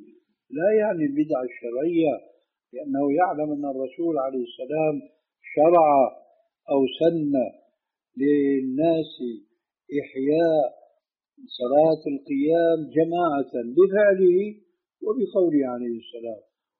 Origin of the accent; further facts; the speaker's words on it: Syria; كما يقولون عندنا في سوريا